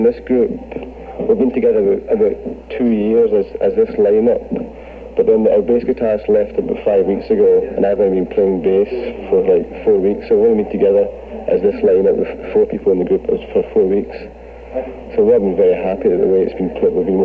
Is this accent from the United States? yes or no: no; Glasgow, Scotland, United Kingdom; now in London, United Kingdom; originally we came down to London from Glasgow about a year ago